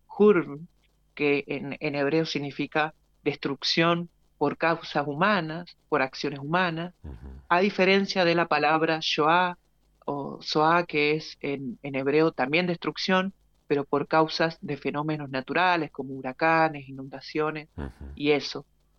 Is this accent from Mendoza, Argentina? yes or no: yes; Tunuyán, Mendoza, Argentina; yo soy de acá de Tunuyán, ¿no?